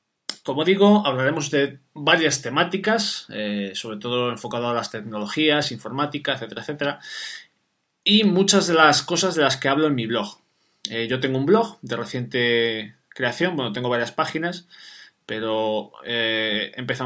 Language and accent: Spanish; Sahagún, Castile and León, Spain; de un pueblo que se llama Sahagún, que está en la provincia de León, que es mi pueblo, como a mí me gusta llamarla, la costa del adobe.